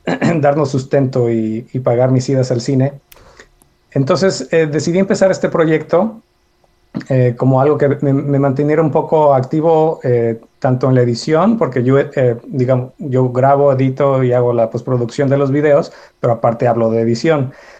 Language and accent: Spanish; Guanajuato, Mexico; now in Austin, United States; me mudé a Estados Unidos hace poco, estoy viviendo ahora en Austin, Texas, yo soy de Guanajuato, México